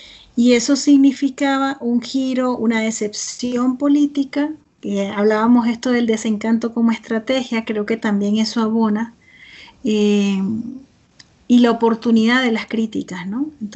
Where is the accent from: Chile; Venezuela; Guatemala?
Venezuela; Esto para mí, que vengo de Venezuela, es muy importante